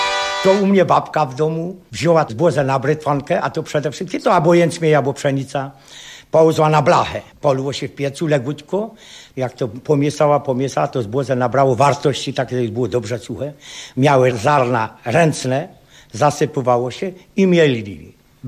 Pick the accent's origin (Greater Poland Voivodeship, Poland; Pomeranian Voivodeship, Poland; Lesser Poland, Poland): Lesser Poland, Poland; Brzyna; Pochodzę ze wsi Brzyna, no ale jestem strasznie związany z tą Łowicą temu.